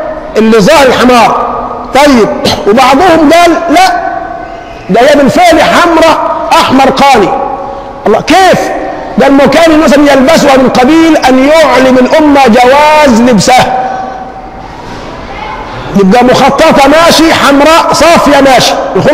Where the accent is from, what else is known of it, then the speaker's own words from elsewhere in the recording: Egypt; عندنا كمصريين بنقول حي على الصلاه